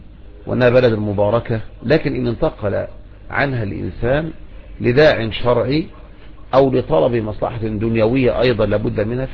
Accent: Egypt; لكن عندنا في مصر نقول بس يعني عن الكلام

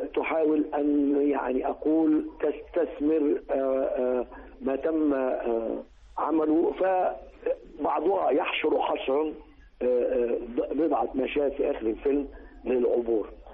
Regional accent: Egypt; وده اللي كنت أنا كمواطن مصري وسينمائي أتوقعه

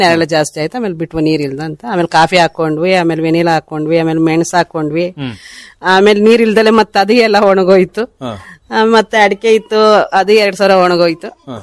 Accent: Honnamaranahalli, Karnataka, India; ನುಗ್ಗೇಳಿ ಹತ್ರ ಹೊನ್ನಮಾರ್ನಹಳ್ಳಿ.

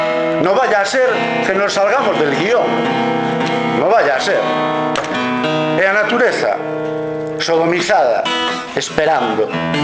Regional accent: Galicia, Spain; first language Galician; Falo de castelán ao José, porque eu co José falo castelán. Con todo o día falo galego, pero como fala castelán, sabes? Escápome. E jódeme mogollón, porque eu son galego parlante.

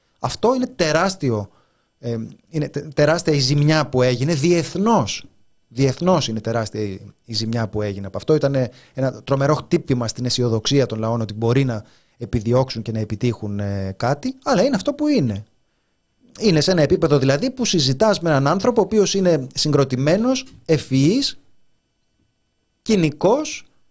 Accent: Greece; born there; Είναι σαν την πατρίδα. Γεννήθηκα στην Ελλάδα, γεννήθηκα ηχθής.

